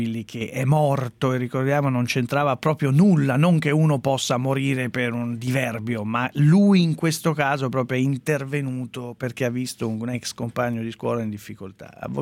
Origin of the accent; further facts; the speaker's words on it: Milan, Lombardy, Italy; io sono di Milano, quindi non lo so